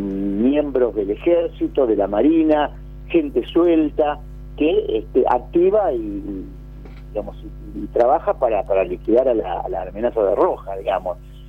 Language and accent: Spanish; La Plata, Buenos Aires Province, Argentina; porque nosotros somos platenses